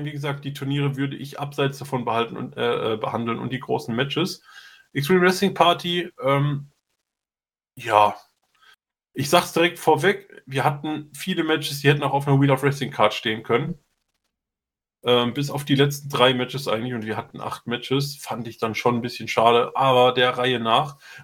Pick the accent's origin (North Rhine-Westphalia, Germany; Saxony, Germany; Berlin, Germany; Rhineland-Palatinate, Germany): North Rhine-Westphalia, Germany; Also wir kommen halt aus NRW, also auch aus der Nähe.